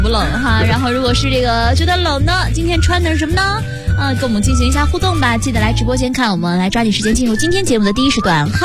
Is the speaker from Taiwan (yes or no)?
no; Shandong, China; 我喜欢说四川话噻，可是我是山东的嘛。